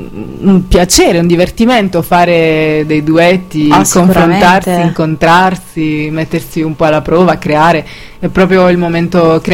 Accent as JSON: {"language": "Italian", "region": "Apulia", "country": "Italy", "lives_now": "Naples, Italy", "said": "per me, da brava pugliese, è stato molto difficile imparare a capire il napoletano. Quando mi sono trasferita a Napoli mi sentivo una straniera emigrata."}